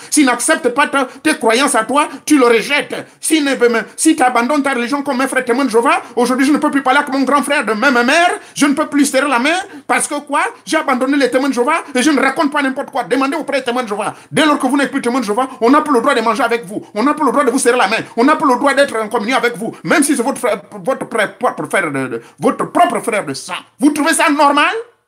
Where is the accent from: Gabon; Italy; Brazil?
Gabon; c'est comme ça qu'on l'appelle chez nous au Gabon.